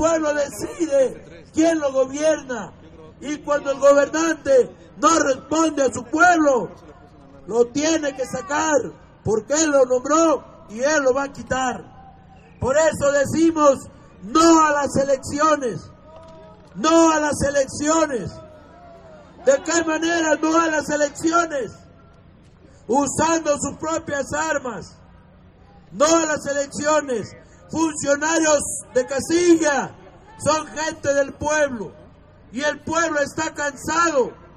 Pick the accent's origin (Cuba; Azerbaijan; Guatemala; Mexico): Mexico; nosotros como mexicanos tengamos que vivir dignamente en nuestro país